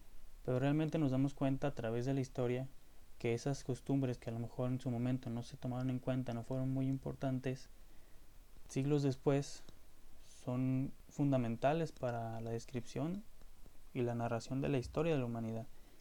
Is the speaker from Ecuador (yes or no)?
no; Mexico; sí somos mexicanos y no simples descendientes culturales de España y de los españoles.